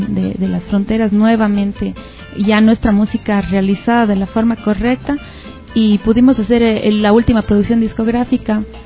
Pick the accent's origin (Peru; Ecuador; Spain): Ecuador; que nos identifica como ecuatorianos